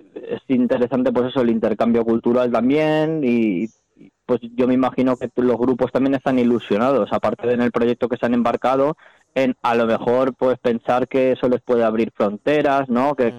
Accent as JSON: {"language": "Spanish", "town": "Valencia", "region": "Valencian Community", "country": "Spain", "said": "que son de Valencia, sí, como dices, de mi tierra"}